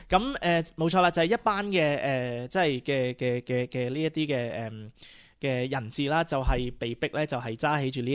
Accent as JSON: {"language": "Cantonese", "country": "Australia", "said": "即系我哋澳洲人从来唔会咁样嘅吓"}